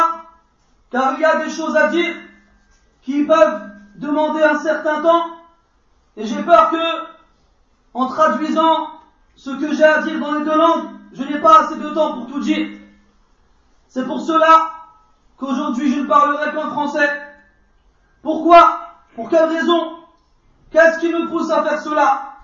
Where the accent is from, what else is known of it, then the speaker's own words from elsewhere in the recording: France; Je suis né en France. Je suis né en France. Et depuis la maternelle jusqu'à l'université, j'ai étudié en France.